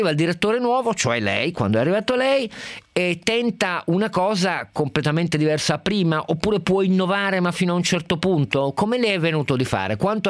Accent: Turin, Piedmont, Italy; Io tra l'altro sono torinese, quindi ohimè sono direttamente interessato

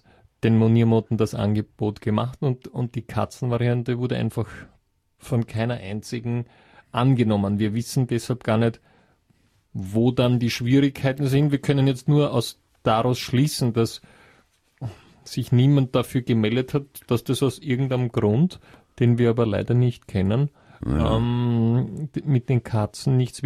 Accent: Austria; solche sieht man bei uns in Österreich sonst gar nicht so leicht

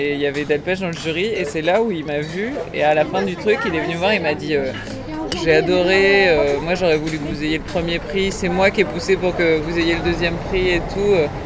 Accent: France; accent: French; Je crois que j'ai un petit accent français.

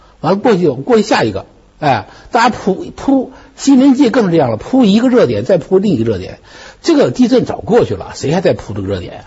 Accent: China; 其实我们中国人的健忘

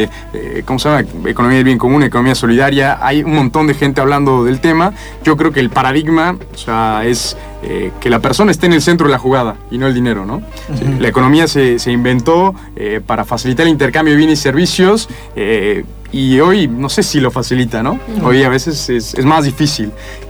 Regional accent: Mexico; now in Argentina; yo soy de México y... A ver, la verdad que nunca me imaginé estar en Argentina.

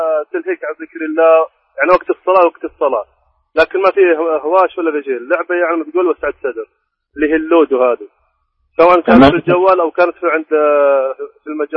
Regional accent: Eastern Province, Saudi Arabia; أنا من الشرقية مسافر إلى طايف للسياحة يعني،

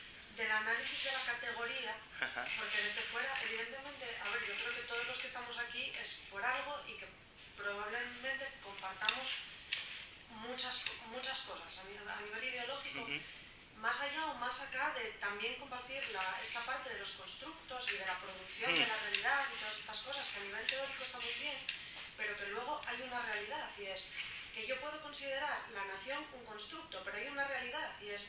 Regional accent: Asturias, Spain; si soy asturiana y entonces eso contradice que sea española, o si soy española entonces no puedo ser asturiana

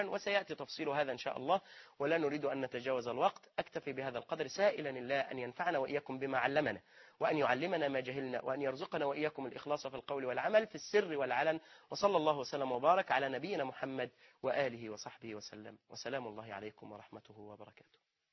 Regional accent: Egypt; في شرط عرفي موجود بيننا نحن كمصريين

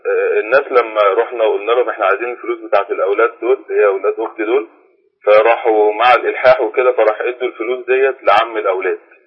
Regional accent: Cairo Governorate, Egypt; إحنا من القاهرة. من بلد الشيخ محمد حسين يعقوب من المعتمدية.

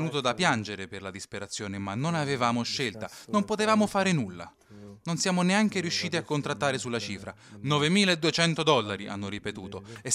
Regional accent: Eritrea; Italian is a second language; moved away as an adult; vengo dall'Eritrea, ho 30 anni. Ho lasciato il mio paese 3 anni fa e sono andato in Sudan.

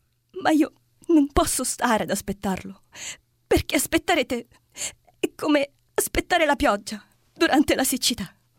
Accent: Catanzaro, Calabria, Italy; also born or lived in Scafati; Nata a Scafati, vissuta per 20 anni a Catanzaro, vabbè, non esageriamo, e poi per 10 anni a Napoli adesso.

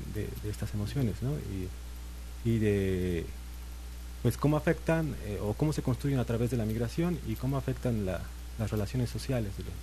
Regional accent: Atlixco, Puebla, Mexico; Yo soy de Puebla.

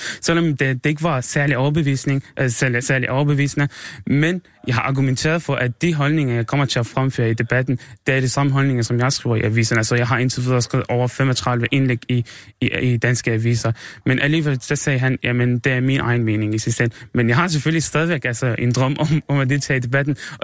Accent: Syria; Danish is a second language; now in Denmark; Men i mit hjemland i Syrien, der er det ikke sådan

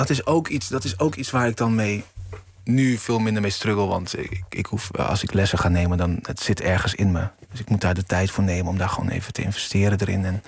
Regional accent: Curaçao; Als mensen aan mij vragen waar kom je vandaan, dan zeg ik Curaçao.

